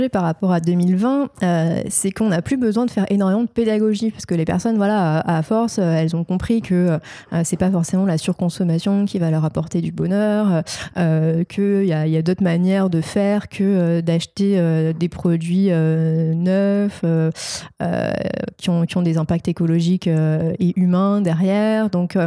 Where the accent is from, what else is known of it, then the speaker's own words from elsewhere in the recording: Marseille, Provence-Alpes-Côte d'Azur, France; En plus, je viens de Marseille, alors il y a beaucoup de références à la Provence.